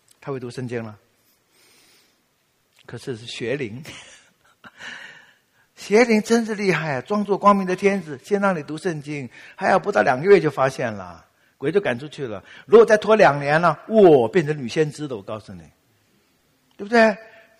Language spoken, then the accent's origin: Chinese; Taiwan; accent: Taiwanese Mandarin; 因为我们台湾人哈，你知道我们有些台湾人哈，台湾国语。